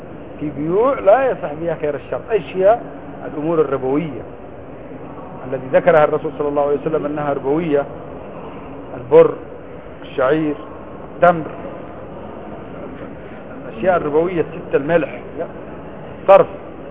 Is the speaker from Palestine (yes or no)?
no; Yemen; أنا يمني ما في عندنا الزيتون أصلا